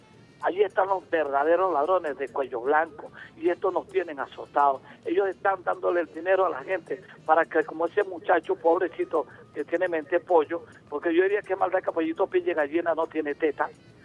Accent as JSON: {"language": "Spanish", "town": "Caño Pernales", "region": "Delta Amacuro", "country": "Venezuela", "tie": "born there", "said": "La indígena la sé por mis ancestros, pues soy hijo de indígena, y porque nací en los caños del delta más grande del mundo, que es el río Orinoco. Yo nací en el Caño Pernales."}